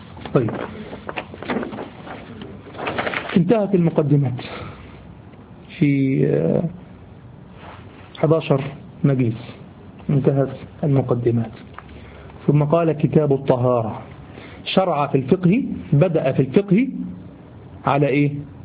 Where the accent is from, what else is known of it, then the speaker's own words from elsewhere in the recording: Egypt; دي دايمين لغوة عندنا في لساننا كمصريين